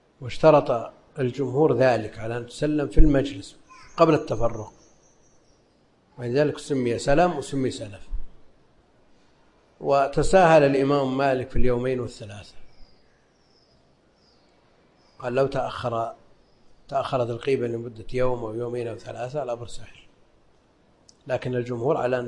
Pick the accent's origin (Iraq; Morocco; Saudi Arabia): Saudi Arabia; Najd; لأن هذا معروف عندنا في نجد